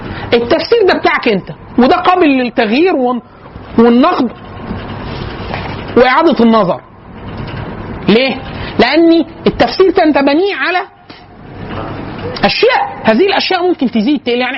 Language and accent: Arabic; Egypt; فقلت له انا من مصر